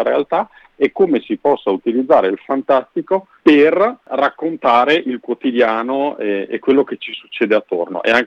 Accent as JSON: {"language": "Italian", "town": "Bolzano", "region": "Trentino-Alto Adige", "country": "Italy", "said": "perché io sono di Bolzano"}